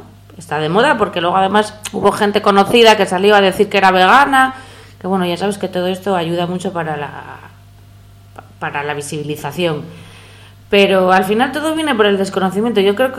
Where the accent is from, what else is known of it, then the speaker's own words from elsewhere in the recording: Asturias, Spain; born there; yo soy asturiana de nacimiento, de padre asturiano y madre toledana.